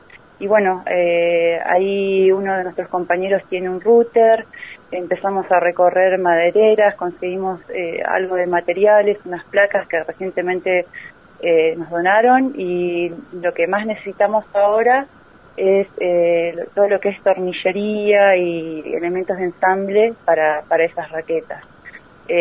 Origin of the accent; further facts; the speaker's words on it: Bariloche, Río Negro, Argentina; now in La Plata, Argentina; Sí, somos la mayoría de Bariloche.